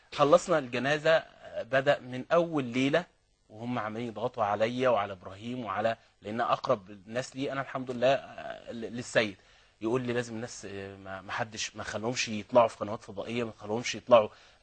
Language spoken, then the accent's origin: Arabic; Alexandria, Alexandria Governorate, Egypt; الفراعنة عندنا في اسكندرية